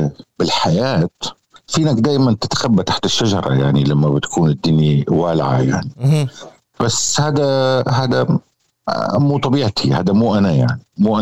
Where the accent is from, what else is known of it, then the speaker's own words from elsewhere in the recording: Syria; هذا واجبنا نحن كسوريين، أنه نحن ننقذ بلدنا